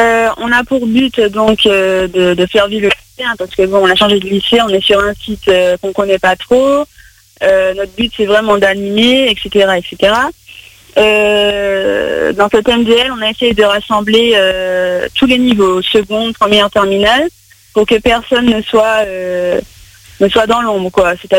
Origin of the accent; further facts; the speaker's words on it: France; Je suis de France, hein.